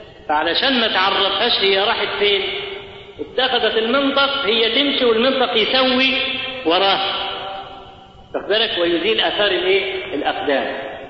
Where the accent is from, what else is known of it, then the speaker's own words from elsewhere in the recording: Egypt; واحنا كمصريين اسد بالك اسد في الحاجات